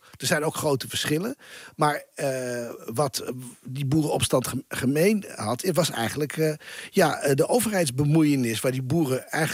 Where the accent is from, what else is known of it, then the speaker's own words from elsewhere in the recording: Assen, Drenthe, Netherlands; Ik kom uit Assen weg.